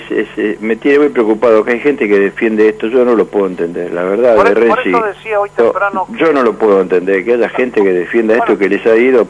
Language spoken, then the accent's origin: Spanish; Buenos Aires, Argentina; lo que pasa es que me mudé de Caballito, nací muy cerquita de la cancha de Ferro y...